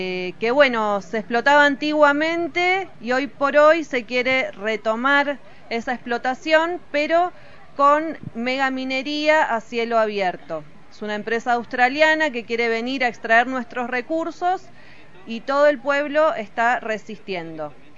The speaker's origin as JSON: {"language": "Spanish", "town": "San Francisco del Monte de Oro", "region": "San Luis", "country": "Argentina", "said": "soy de acá de San Francisco del Monte de Oro."}